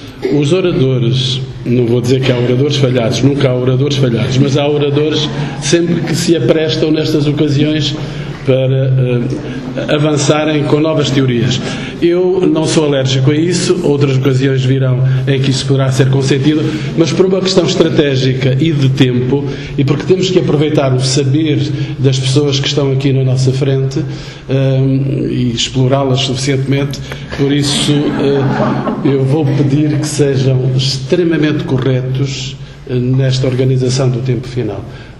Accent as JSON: {"language": "Portuguese", "region": "North", "country": "Portugal", "said": "Eu também sou do Norte."}